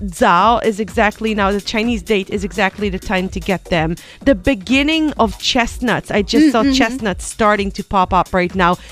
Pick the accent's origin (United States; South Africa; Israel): Israel; I'm coming from Israel, the land of pomegranate.